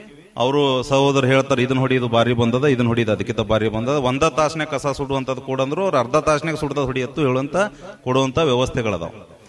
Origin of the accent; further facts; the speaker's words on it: Managuli, Karnataka, India; ಸ್ವಂತ ಊರು ಇಲ್ಲೇ ಮಣಗುಳಿ.